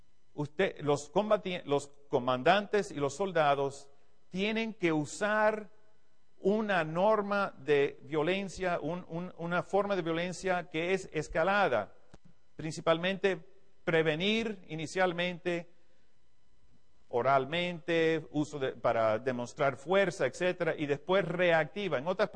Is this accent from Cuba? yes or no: yes; Cuba; now in United States; aunque soy de Estados Unidos, como ya muchos de ustedes saben, soy originalmente de Cuba, me siento como latino, he estado aquí con ustedes muchos años, he estado en toda Latinoamérica por toda mi carrera militar.